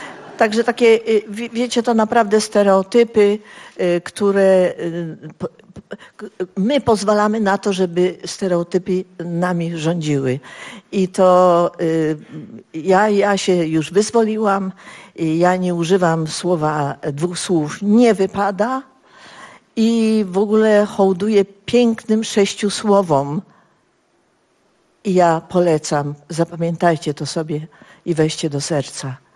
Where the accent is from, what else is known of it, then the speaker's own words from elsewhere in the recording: Zielona Góra, Lubusz Voivodeship, Poland; moved away as an adult; now in Warsaw, Poland; Ja tutaj przyjechałam z Zielonej Góry jako 19-letnia dziewczyna